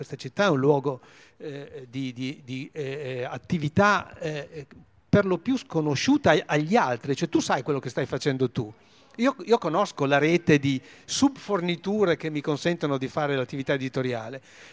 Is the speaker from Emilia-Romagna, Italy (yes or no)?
yes; Carpi, Emilia-Romagna, Italy; io sono di Carpi